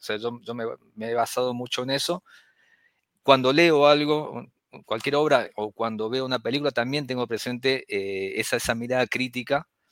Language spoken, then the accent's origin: Spanish; Córdoba, Argentina; Soy de Córdoba.